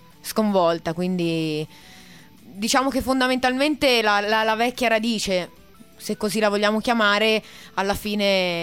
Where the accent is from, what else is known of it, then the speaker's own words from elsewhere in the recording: Massa, Tuscany, Italy; No, sono di Massa.